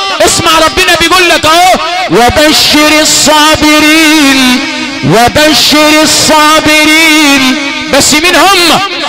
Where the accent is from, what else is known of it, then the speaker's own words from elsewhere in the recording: Sharqia Governorate, Egypt; عندنا في الشرقية علشان قرى امي بتقول لي الصبر علقم